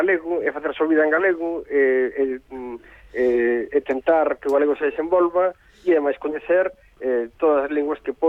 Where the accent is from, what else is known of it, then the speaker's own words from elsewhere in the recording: Galicia, Spain; queremos vivir como, como galegos e actuar como galegos e ser galegos simplemente